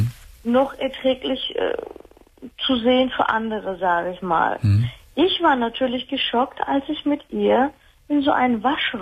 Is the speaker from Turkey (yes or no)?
yes; Turkey; der Name sagt ja schon was. Ich komme aus der Türkei.